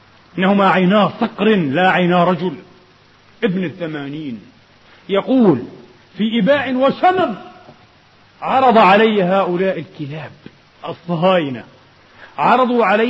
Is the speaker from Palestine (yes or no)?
yes; Palestine; أو عن أن تكون قضيتنا وحدنا كفلسطينيين 7 ملايين أو 8 ملايين